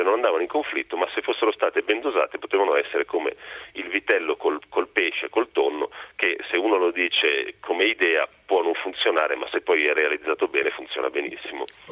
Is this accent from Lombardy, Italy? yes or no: yes; Milan, Lombardy, Italy; a me che non sono torinese ma sono milanese, ma di madre torinese, di nonni piemontesi